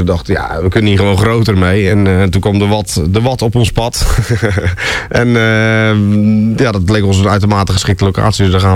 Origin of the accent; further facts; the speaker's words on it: Zeeland, Netherlands; Zeeland, waar ik vandaan kom, die daarmee begon. En ja, zo. Zeeland, ja. Ja, ik ben een Zeeuw.